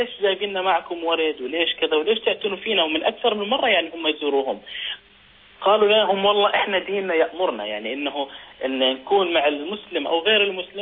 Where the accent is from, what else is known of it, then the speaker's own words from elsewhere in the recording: Sweden; أنا من السويد.